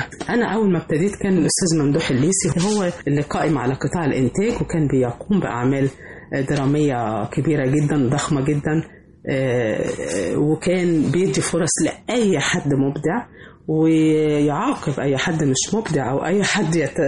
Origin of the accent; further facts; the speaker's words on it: Egypt; انا فخورة ان انا من مصر،